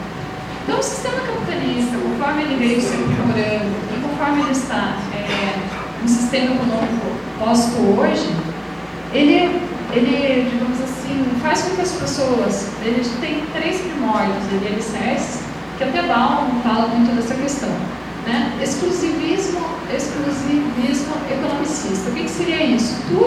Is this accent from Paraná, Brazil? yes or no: yes; Ponta Grossa, Paraná, Brazil; eu vim de Ponta Grossa, Paraná.